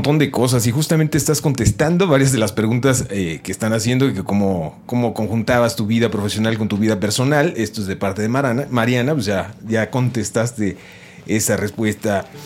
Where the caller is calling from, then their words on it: State of Mexico, Mexico; del Estado de México.